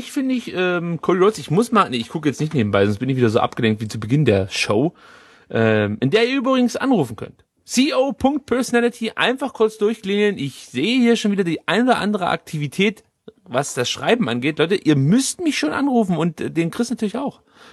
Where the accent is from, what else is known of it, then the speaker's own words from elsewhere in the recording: East Germany, Germany; Ja, ich bin nur gelernter Wessi sozusagen.